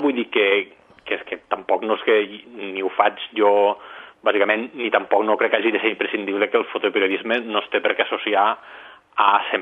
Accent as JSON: {"language": "Catalan", "town": "Lleida", "region": "Catalonia", "country": "Spain", "tie": "born or raised there", "also_born_or_lived": "Barcelona", "said": "quan vaig vindre a estudiar aquí a Barcelona, jo soc de Lleida, nascut aquí a Barcelona, però soc de Lleida tota la vida, doncs vaig vindre cap aquí"}